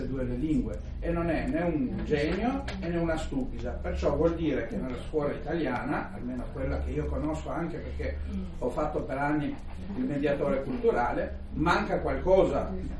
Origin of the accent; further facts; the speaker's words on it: Albania; Italian is a second language; now in Italy; venendo da fuori, perché io sono qua da 23 anni, però sono albanese.